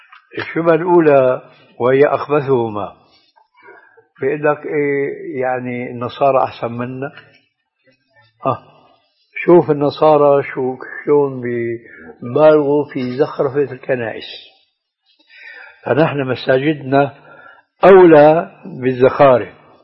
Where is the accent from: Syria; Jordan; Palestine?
Syria; هذه عندنا في الشام تسمى بالصاي،